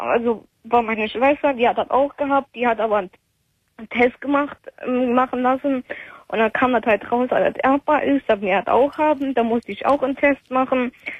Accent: Trier, Rhineland-Palatinate, Germany; Ich komme ja aus Trier und ich musste bis nach Limburg fahren

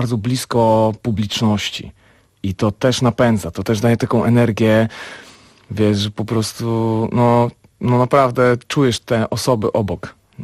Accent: Lębork, Pomeranian Voivodeship, Poland; w moich rodzinnych stronach w Lęborku, gdzie właśnie pierwsze kroki muzyczne stawiałem

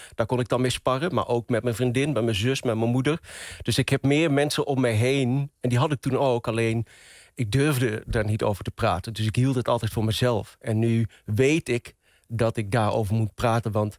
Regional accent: Venlo, Limburg, Netherlands; accent: Venlo dialect; also born or lived in Marrakesh, Morocco; Ik ben geboren in Marrakesh, maar opgegroeid en opgetogen in Venlo, in Limburg. Ik ben een Venlonaar, een Venloneer. Ik praat plat, ik spreek het dialect.

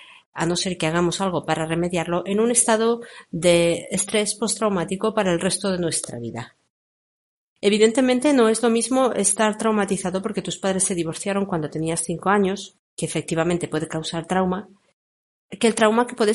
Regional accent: Spain; porque yo particularmente soy de España, pero lo he visto en otros países

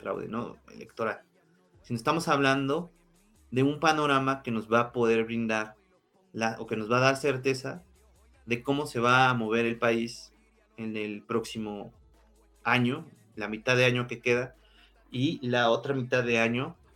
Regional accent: Mexico; que todos sabemos como mexicanos es que hay este tipo de artimañas

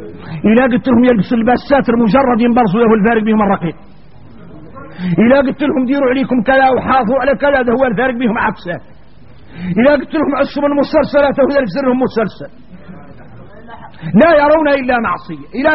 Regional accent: Mauritania; إذا احنا موريتاني مرضى القلوب

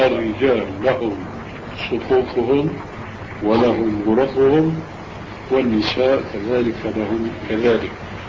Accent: Syria; الدخول إلى غرفة التدريس يسمى عندنا في سوريا بالصف

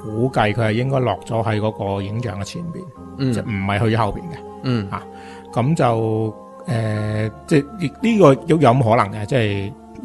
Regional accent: China; 咁就中东人其实一般眼窝比我哋中国人深好多

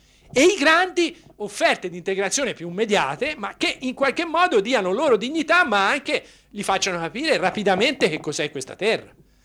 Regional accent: Tuscany, Italy; io vengo dalla Toscana, si può trovare differenze tra paese e paese

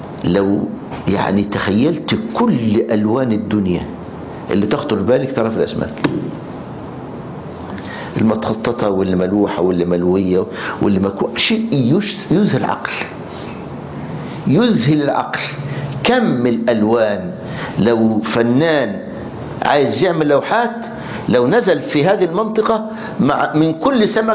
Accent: Egypt; كنا بنطلع رحله نصطاد سمك في البحر الاحمر عندنا في مصر

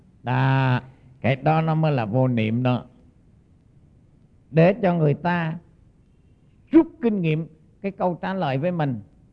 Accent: Central Vietnam, Vietnam; now in South Vietnam; Mà tôi là dù là dân Trung nhưng mà sống ở miền Nam này gần 40 năm rồi thì nó thành dân Nam

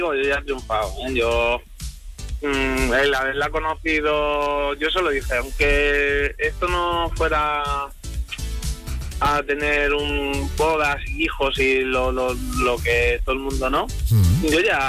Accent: Andalusia, Spain; que somos andaluces por el mundo, como yo te digo muchas veces.

